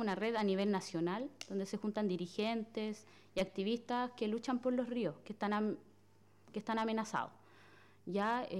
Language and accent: Spanish; Malén Leubú, Biobío, Chile; Nosotras con … somos de Malén Leubú